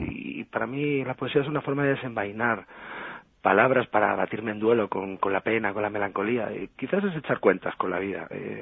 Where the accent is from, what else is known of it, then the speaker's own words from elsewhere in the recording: Spain; yo soy un caballero español empedernido